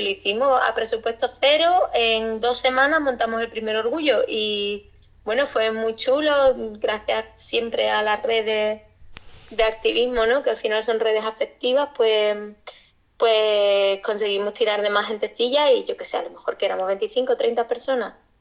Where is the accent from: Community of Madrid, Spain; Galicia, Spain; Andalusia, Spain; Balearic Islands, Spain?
Andalusia, Spain; Arcos de la Frontera; somos tres loquillas de Arco de la Frontera, en la comarca de la Sierra de Cádiz, que pues son dos amigos gays y yo, que soy pues bollo de pata negra, ¿no?